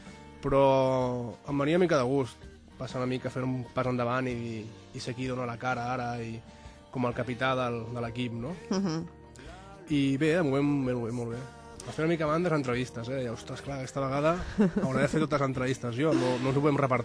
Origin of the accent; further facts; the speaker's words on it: El Masnou, Catalonia, Spain; Jo soc del Masnou, sí.